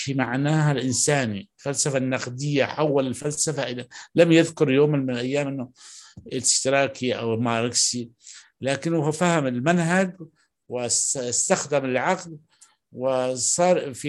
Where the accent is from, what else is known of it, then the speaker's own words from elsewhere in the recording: Aden, Yemen; وهذا اللي حصل عندنا في عدن بالذات